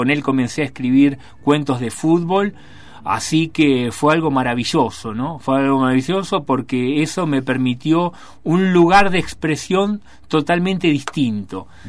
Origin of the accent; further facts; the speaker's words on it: Rosario, Santa Fe, Argentina; Yo soy rosarino, hace 10 meses que vivo acá en esta hermosa ciudad.